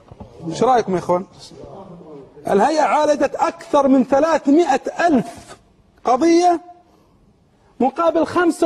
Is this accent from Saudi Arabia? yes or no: yes; Saudi Arabia; من الجهود صراحة مباركة عندنا في السعودية